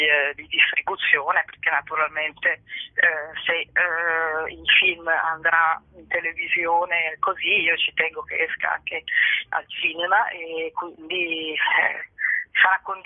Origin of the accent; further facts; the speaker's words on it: Milan, Lombardy, Italy; allora io sono di Milano, ecco